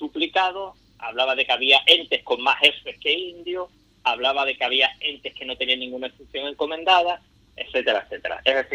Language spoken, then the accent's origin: Spanish; Andalusia, Spain; cada vez somos más los andaluces y por supuesto, los españoles